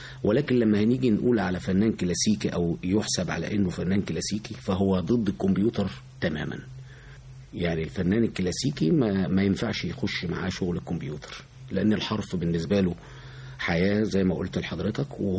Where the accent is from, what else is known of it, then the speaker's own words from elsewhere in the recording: Egypt; احنا كمصريين بنحب الحاجة المصرية أكتر من أي بلد تانية.